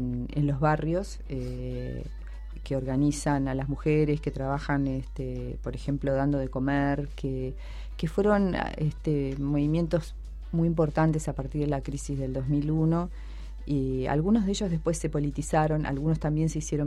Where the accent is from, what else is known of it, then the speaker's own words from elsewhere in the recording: Argentina; A mí, yo soy argentina y naturalmente me pasa que no veo mucho en los medios de mi país a la gente que representa algunas causas